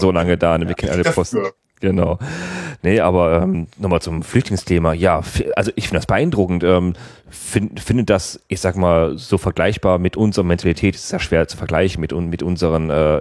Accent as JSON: {"language": "German", "country": "Germany", "said": "komm, wir Deutschen, wir stellen uns natürlich ziemlich"}